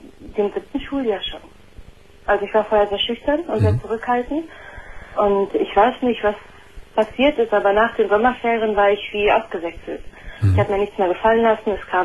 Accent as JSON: {"language": "German", "country": "Afghanistan", "lives_now": "Germany", "said": "Ich komme aus Afghanistan."}